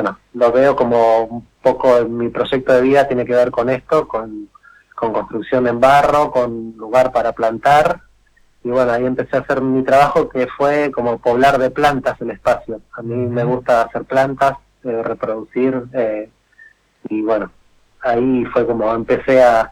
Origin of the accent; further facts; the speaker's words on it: Buenos Aires Province, Argentina; yo nací y me crié en Buenos Aires, en conurbano bonaerense, en zona oeste. Uh-huh. Y bueno, mi mamá es cordobesa y mi papá es florense.